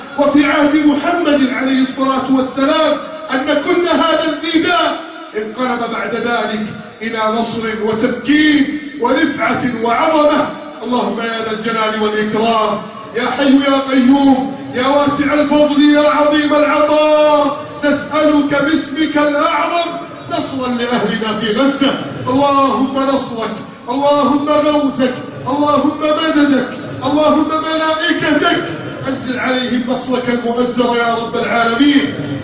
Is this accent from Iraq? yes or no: no; Egypt; اللهم احف بلدنا مصر من كيد الكائدين وحقد الحاقدين